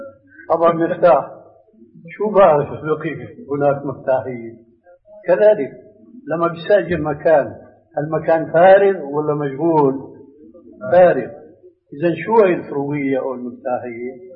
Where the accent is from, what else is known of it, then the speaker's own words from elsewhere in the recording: Syria; عندنا بالشام